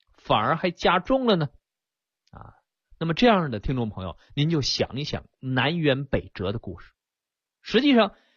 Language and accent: Chinese; China; 虽然我是中医人，虽然我是中国人啊